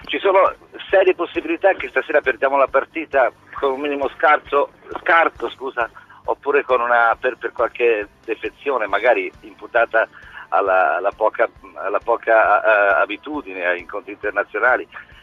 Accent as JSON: {"language": "Italian", "region": "Tuscany", "country": "Italy", "lives_now": "Milan, Italy", "said": "Io sto a Milano ma sono toscano."}